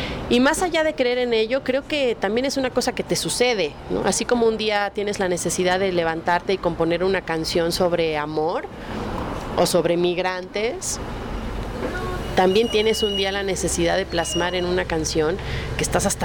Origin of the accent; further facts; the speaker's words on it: Mexico; también soy una ciudadana, también soy una mexicana lastimada, profundamente herida, profundamente indignada